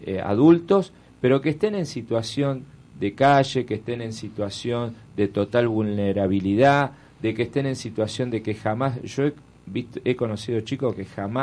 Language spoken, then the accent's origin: Spanish; Buenos Aires, Argentina; born there; yo nací en Belgrano, en una casa en el barrio de Belgrano, pero ni idea.